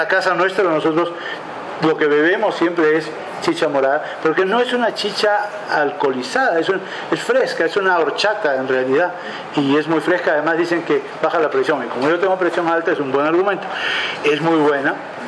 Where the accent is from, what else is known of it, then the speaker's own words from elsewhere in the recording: Lima, Peru; que soy un limeño mazamorrero, es decir, más puro que eso no puede haber